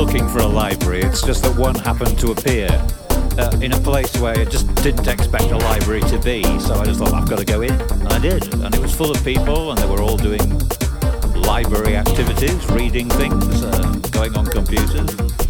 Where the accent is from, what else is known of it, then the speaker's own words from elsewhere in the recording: England, United Kingdom; So I go, "No, I'm from England, actually."